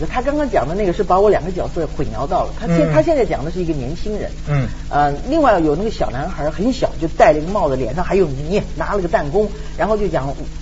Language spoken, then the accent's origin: Chinese; China; 因为我是中国人嘛